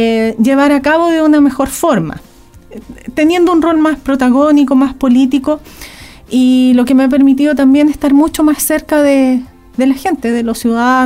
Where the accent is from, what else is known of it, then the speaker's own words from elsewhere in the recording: Santiago, Santiago Metropolitan Region, Chile; also born or lived in Valdivia; la familia se trasladó a Santiago. Estuvimos 28 años allá. Así que yo... nacida en Valdivia, pero criada en Santiago, en el sentido de que hice todos mis estudios allá y estudié Derecho en la Universidad de Chile.